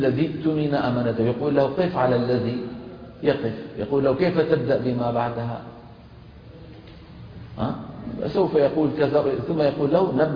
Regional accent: Damascus, Damascus Governorate, Syria; accent: Damascene; مثلا أنا عربي دمشقي، لكن عندي في لهجة العامية الدمشقية ظواهر لهجية

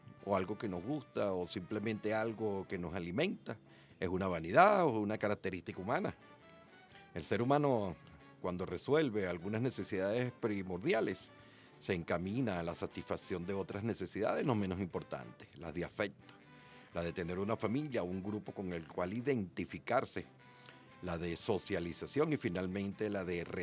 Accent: Venezuela; que somos latinoamericanos, que somos venezolanos, venezolanas

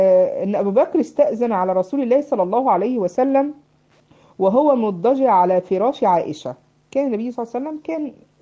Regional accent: Egypt; عامل زي عندنا في مصر يسموه البشكير

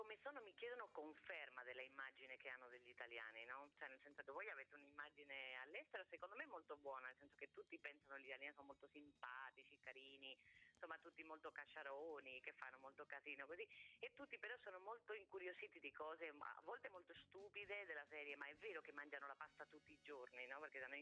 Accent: Spain; nel mio paese, in Spagna, sarebbe proprio inconcepibile

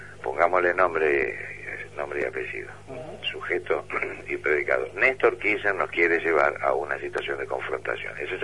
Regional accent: J.B. Molina, Santa Fe, Argentina; En J.B. Molina, mi pueblo.

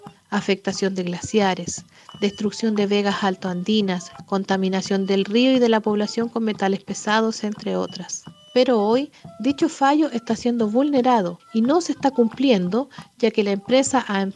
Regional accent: Atacama, Chile; Soy mujer de Aguita del Valle del Huasco, Atacama, Chile. Desde hace más de 20 años hemos visto amenazados nuestros cuerpos y territorios

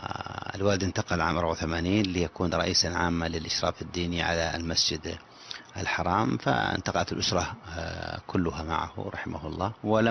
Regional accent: Najd, Saudi Arabia; خاصة النساء عندنا في نجد كان إتقانهن ضعيف جدا جدا القراءة

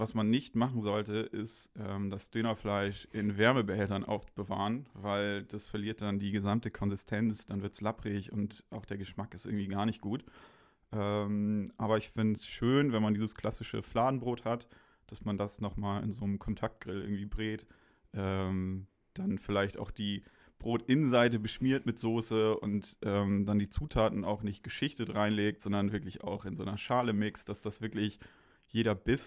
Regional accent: Hamburg, Germany; now in Kiel, Germany; bin fürs Studium hergezogen und irgendwie hat mich das überrascht, wie viele Dönerbuden es überhaupt in Kiel gibt. Ich komme aus Hamburg

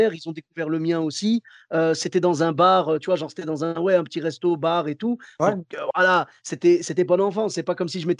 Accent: Bordeaux, Nouvelle-Aquitaine, France; Ben moi, comme je venais de Bordeaux

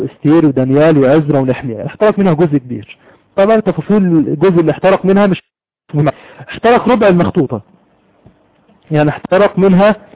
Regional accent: Egypt; عندنا في مصر كتب مجموعة من الناس

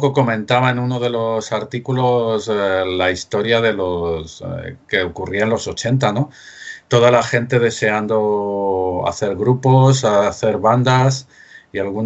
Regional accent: Madrid, Community of Madrid, Spain; Yo aunque me muevo por Hortaleza en Radio Enlace, pero soy del barrio de San Blas.

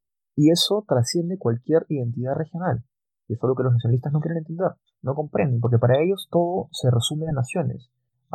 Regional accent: Peru; now in Chile; lo digo yo como peruano que vive en Chile

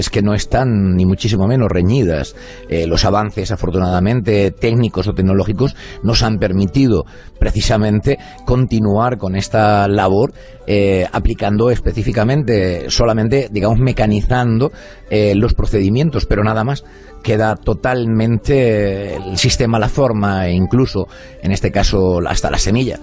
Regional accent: Balsicas, Region of Murcia, Spain; yo soy de aquí, yo soy de Torre Pacheco, más exactamente de un pueblecito del término de Torre Pacheco, pero más exactamente de un pueblo cercano, de Balsicas.

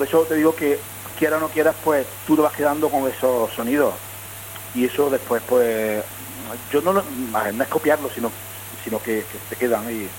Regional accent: Puente Genil, Andalusia, Spain; es Niña mi pueblo, esta Puente Genil, bueno, bajo el puente, digamos, es como una, aparte de ser parte del nombre de mi pueblo

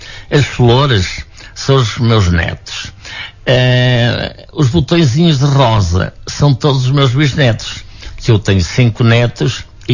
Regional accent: Portugal; now in Lisbon, Portugal; eu vim de Lisboa de propósito para assistir à festa da minha aldeia

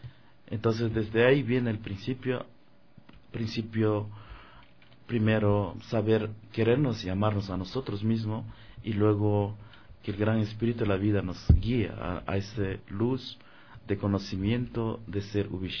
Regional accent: Morona Santiago, Ecuador; mi pueblo originario de la comunidad Shuar de Morona, Santiago. Soy un ser muy joven en el camino, he estado mucho tiempo recorriendo el mundo entero, pero en este tiempo estoy acá en Ecuador

